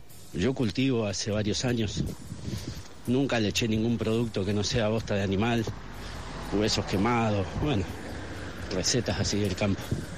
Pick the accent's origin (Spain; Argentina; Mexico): Argentina; Concepción del Uruguay, Entre Ríos; born there; aquí en la villa del Arroyo de la China, colonialmente renombrada Concepción del Uruguay, ciudad donde nací, en Entre Ríos